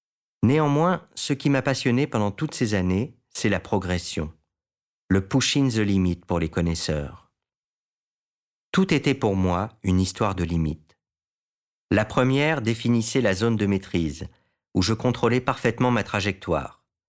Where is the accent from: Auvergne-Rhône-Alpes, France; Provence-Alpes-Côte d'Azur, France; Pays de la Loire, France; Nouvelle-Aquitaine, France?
Auvergne-Rhône-Alpes, France; Albertville; dans les alentours de ma ville natale, Albertville, Beaufort, Moutiers, Ugines.